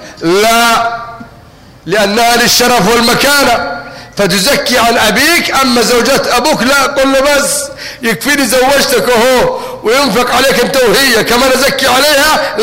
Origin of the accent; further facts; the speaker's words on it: Yemen; الموسكي عندنا في اليمن